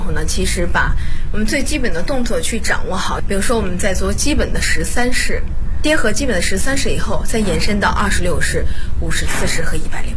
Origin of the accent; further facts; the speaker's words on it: Bozhou, Anhui, China; 我来自安徽亳州。